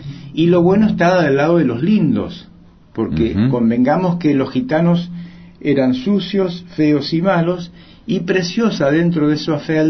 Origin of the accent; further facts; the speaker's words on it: Argentina; Entonces yo soy un argentino que defiende esta bandera, defiende este país y ama su identidad.